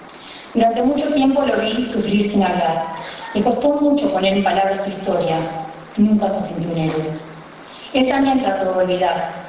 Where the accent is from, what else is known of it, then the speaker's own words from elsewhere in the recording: Argentina; Porque soy argentina y la siento argentina.